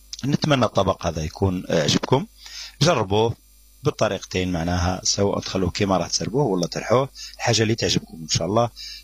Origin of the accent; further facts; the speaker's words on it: Algeria; ولكن بعض المناطق عندنا في الجزائر يقولوا الحمار